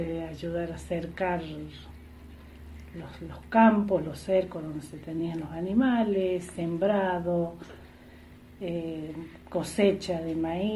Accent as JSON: {"language": "Spanish", "town": "Los Hornillos", "region": "Córdoba", "country": "Argentina", "tie": "born or raised there", "said": "Bueno, yo nací acá en Los Hornillos, mi mamá también es oriunda de acá de Los Hornillos. Siempre hemos vivido acá en esta zona, en este barrio."}